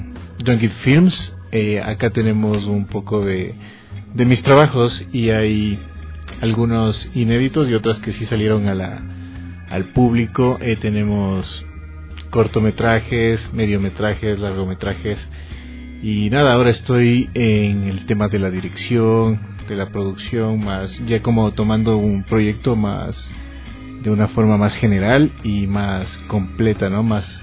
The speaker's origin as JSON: {"language": "Spanish", "country": "Ecuador", "moved": "as an adult", "said": "cuando yo me fui a estudiar fuera del Ecuador, no teníamos estas"}